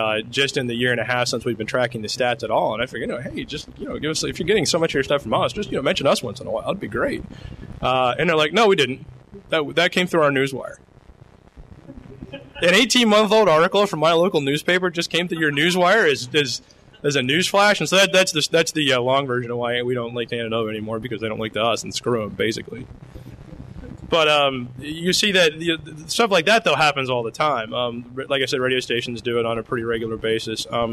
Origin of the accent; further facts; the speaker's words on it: Lexington, Kentucky, United States; the Lexington Herald Leader, which is my hometown newspaper